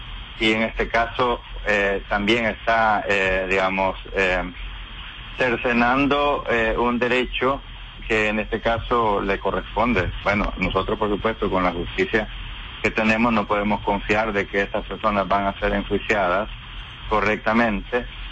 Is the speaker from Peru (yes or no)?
no; El Salvador; moved away; expresar nuestras inquietudes como comunidad salvadoreña en el exterior sobre los atropellos a la justicia en nuestro país.